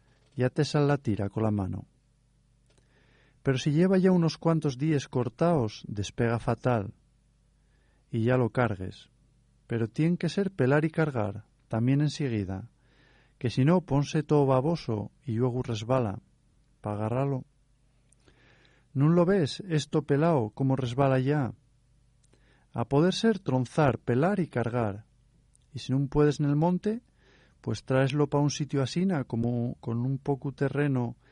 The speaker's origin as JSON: {"language": "Spanish", "town": "Cangas del Narcea", "region": "Asturias", "country": "Spain", "said": "¿No ves que yo soy de Pacangas de Narcea?"}